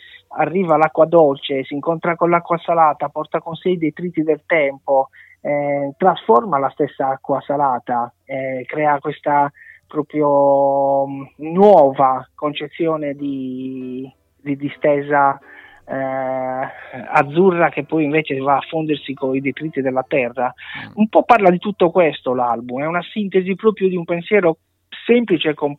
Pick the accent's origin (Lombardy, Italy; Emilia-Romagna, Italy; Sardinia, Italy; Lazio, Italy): Sardinia, Italy; nel mio caso, visto che sono sardo, dell'età nuragica